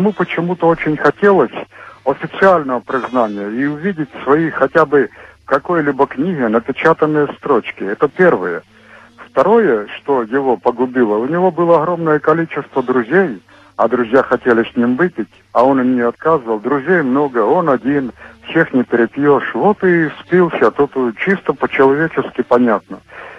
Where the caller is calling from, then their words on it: Murmansk, Murmansk Oblast, Russia; Я из Мурманска звоню.